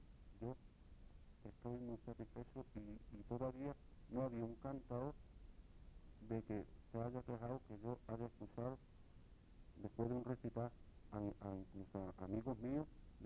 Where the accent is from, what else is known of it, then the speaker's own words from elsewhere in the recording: Jerez de la Frontera, Andalusia, Spain; Yo creo que yo soy de Jerez. Yo me. Esto de nacer en el barrio La Plata y bautizado en Santiago y criado en San Telmo